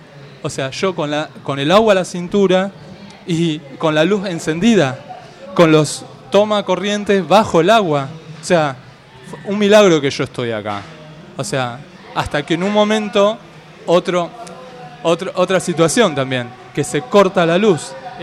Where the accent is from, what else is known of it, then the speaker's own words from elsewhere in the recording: Buenos Aires, Argentina; De Floresta.